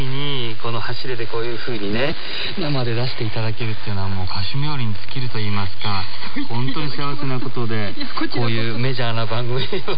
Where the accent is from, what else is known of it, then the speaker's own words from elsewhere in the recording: Shizuoka, Japan; 静岡から来たことは年に一回雪が降るか降らないかという暖かいところで、みかんとかお茶とかメロンとかそういう産地で生まれ育ったんですね。雪にとっても縁はなかったんですけども、